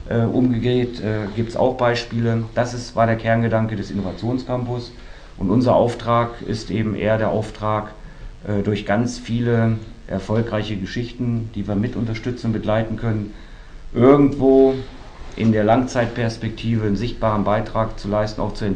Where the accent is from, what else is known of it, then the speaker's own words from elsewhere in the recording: Wolfsburg, Lower Saxony, Germany; now in Berlin, Germany; Ne, von Wolfsburg, sozusagen von Hauptstadt zu Hauptstadt. Ich komme aus der Hauptstadt von Volkswagen. Bin jetzt hier in der deutschen Hauptstadt angekommen.